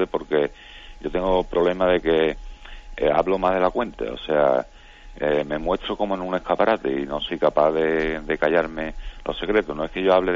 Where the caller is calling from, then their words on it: Seville, Andalusia, Spain; de Sevilla.